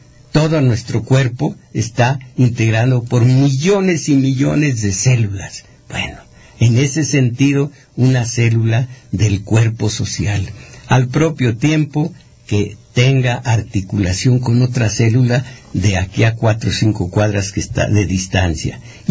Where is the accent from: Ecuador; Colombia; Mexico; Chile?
Mexico; Todos somos mexicanos, todos somos iguales.